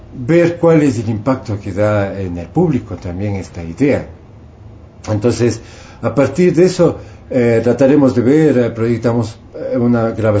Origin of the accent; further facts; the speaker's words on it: Ecuador; como soy orgullosamente ecuatoriano y soy orgullosamente músico popular